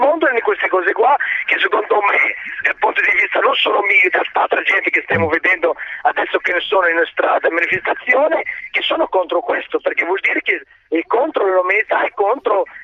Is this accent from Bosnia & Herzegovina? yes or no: no; Morocco; now in Italy; Io sono del Marocco.